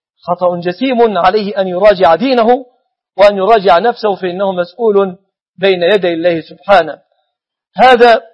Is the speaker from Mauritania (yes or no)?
no; Egypt; كما أسأله سبحانه أن يحفظ بلادنا مصر أمنة مطمئنة